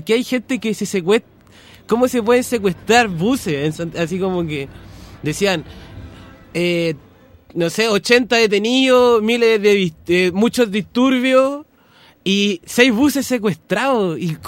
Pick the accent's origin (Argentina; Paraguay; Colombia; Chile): Chile; Igual decíamos que éramos de Chile